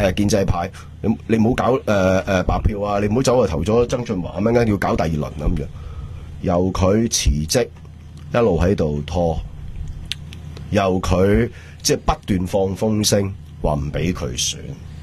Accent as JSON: {"language": "Cantonese", "country": "Hong Kong", "said": "你大镬过我香港人啊！"}